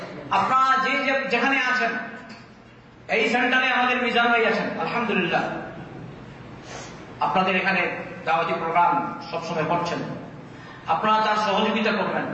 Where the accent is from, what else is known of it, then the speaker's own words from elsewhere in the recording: Bangladesh; আমি বললাম আমি কলকাতা না, আমি হচ্ছি বাংলাদেশি আর এ হচ্ছে কলকাতা।